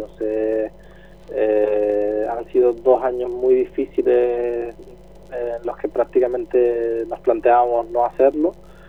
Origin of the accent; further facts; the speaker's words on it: Canary Islands, Spain; moved away as an adult; now in Seville, Spain; yo, por ejemplo, que vine de Canarias a estudiar aquí a Sevilla